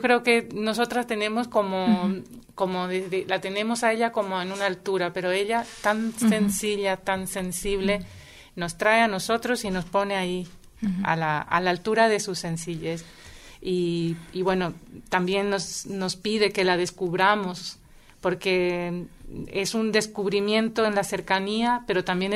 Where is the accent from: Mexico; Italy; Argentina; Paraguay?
Paraguay; now in Madrid, Spain; soy de Paraguay, del colectivo Paraguay Resiste Madrid